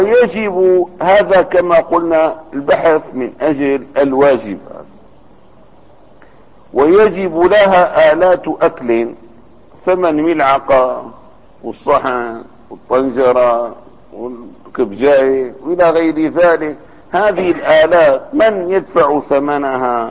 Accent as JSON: {"language": "Arabic", "town": "Damascus", "region": "Damascus Governorate", "country": "Syria", "said": "كانت كل البلد عندنا في دمشق تخرج إلى الحمامات العامة."}